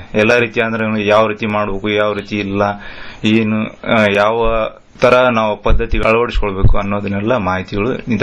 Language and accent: Kannada; Gangavathi, Karnataka, India; Sir, ನಮ್ಮ ಸ್ವಂತ ಊರು ಗಂಗಾವತಿ.